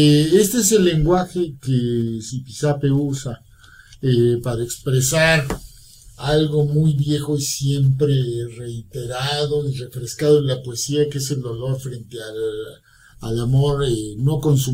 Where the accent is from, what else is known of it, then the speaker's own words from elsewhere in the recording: La Piedad, Michoacán, Mexico; Yo soy de la Piedad de Michoacán.